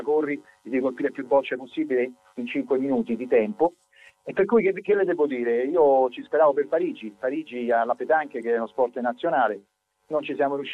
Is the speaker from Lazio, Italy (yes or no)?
yes; Rome, Lazio, Italy; io sono romano